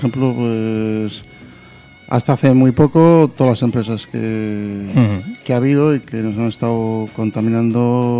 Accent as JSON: {"language": "Spanish", "town": "Luchana", "region": "Basque Country", "country": "Spain", "said": "yo soy de Luchana, República Independiente, entonces Baracaldo es un pueblo al lado de Luchana."}